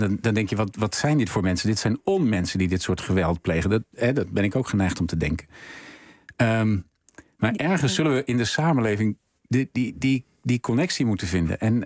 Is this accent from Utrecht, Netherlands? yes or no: yes; Spakenburg, Utrecht, Netherlands; Overigens, ik kom oorspronkelijk uit Spakenburg.